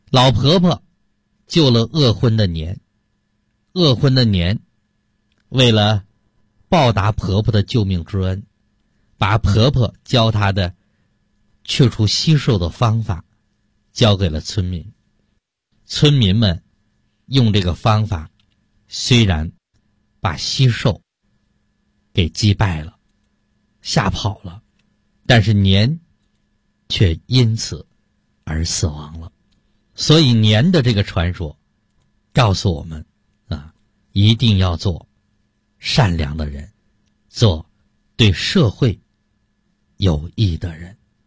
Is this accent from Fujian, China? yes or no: no; Heilongjiang, China; born there; 小的时候我出生在东北的黑龙江非常偏僻的一个山村啊